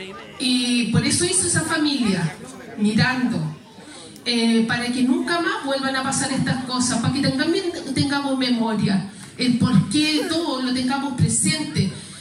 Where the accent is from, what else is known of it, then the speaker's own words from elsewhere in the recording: Peñalolén, Santiago Metropolitan, Chile; un cambio rotundo en la familia y en todo aquí Peñarolén, Lormida. Nosotros somos del Río de Abajo, Villa Yungay.